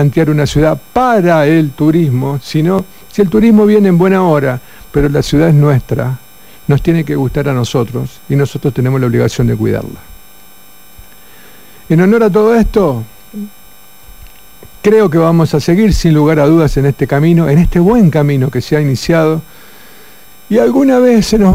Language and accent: Spanish; Coronda, Santa Fe, Argentina; Porque nosotros cuando salimos de Coronda, hablamos de Coronda con el pecho ancho, porque tenemos una ciudad hermosa.